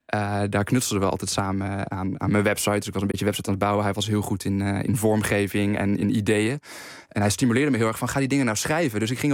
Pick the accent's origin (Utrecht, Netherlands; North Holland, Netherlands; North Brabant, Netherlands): Utrecht, Netherlands; Veenendaal; Ik ben in Veenendaal opgegroeid op een school gezeten die, dat noemen ze op reformatorische grondslag.